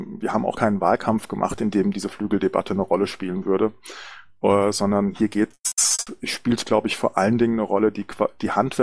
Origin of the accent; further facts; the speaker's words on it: Hesse, Germany; ich möchte natürlich auch sehr gerne mein Heimatland Hessen besuchen